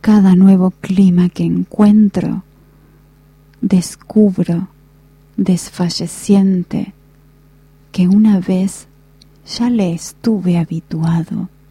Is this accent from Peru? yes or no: no; Asturias, Spain; Hoy es un día muy importante para todos los asturianos, para mí también porque yo soy asturiana.